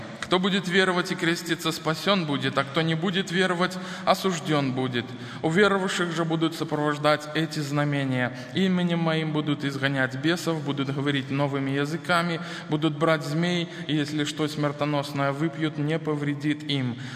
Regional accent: Belarus; Хотя вы знаете, мы белорусы, мы иногда занижаем свою самооценку.

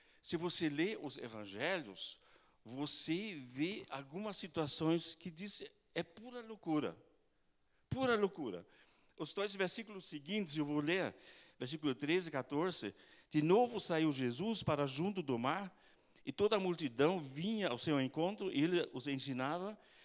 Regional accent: Germany; Portuguese is a second language; moved away; Eu fui criado no campo, na Alemanha, bem no interior, né? A nossa vilarejo tinha 1.600 habitantes.

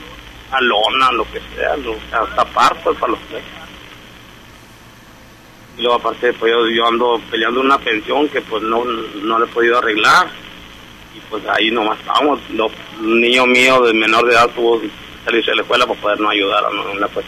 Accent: Hermosillo, Sonora, Mexico; Yo soy de aquí, de Hermosillo, sí.

